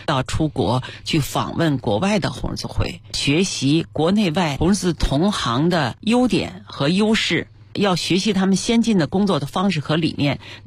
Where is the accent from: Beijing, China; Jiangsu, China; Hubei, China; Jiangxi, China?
Beijing, China; 我从小是在北京最好的小学、中学、实验一小、师大一附中上学的